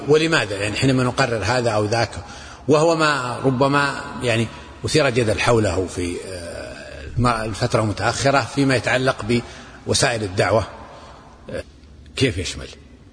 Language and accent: Arabic; Najd, Saudi Arabia; يعني عندنا مثلا عندنا في نجد بعض البيئات يسمون الأم